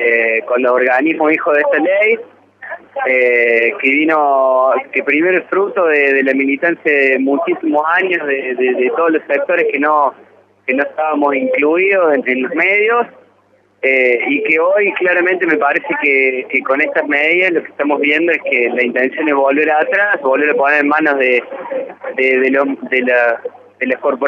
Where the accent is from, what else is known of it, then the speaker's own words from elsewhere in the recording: Córdoba, Argentina; Sí, acá de Córdoba.